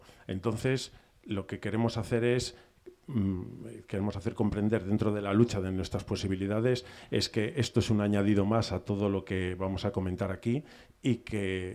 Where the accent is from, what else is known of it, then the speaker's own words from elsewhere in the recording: Iguña, Cantabria, Spain; yo vengo de Iguña, no como la defensa del centro de Cantabria